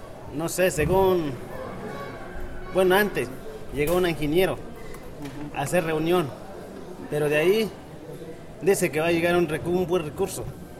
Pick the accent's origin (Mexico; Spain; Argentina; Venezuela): Mexico; Loma Macho; mi pueblo es, se llama Loma Macho